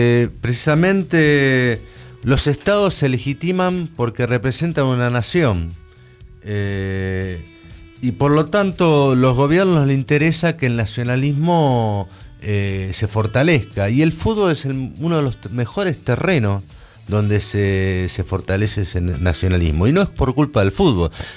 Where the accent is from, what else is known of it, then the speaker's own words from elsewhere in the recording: Argentina; Y Argentina, somos argentinos